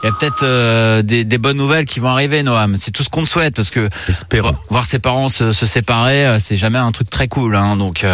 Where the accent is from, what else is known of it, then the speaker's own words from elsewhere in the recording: Brittany, France; Mais justement, moi aussi je suis breton.